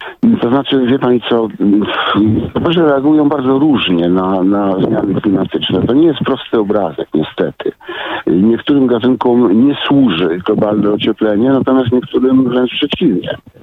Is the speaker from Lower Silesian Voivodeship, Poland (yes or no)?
yes; Wrocław, Lower Silesian Voivodeship, Poland; bo ja jestem z Wrocławia